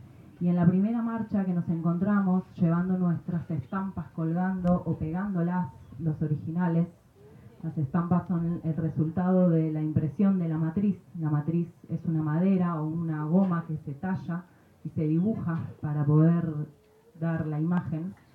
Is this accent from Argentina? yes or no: yes; Buenos Aires, Argentina; De donde vengo, Argentina, de Buenos Aires, venimos haciéndole eco a la convocatoria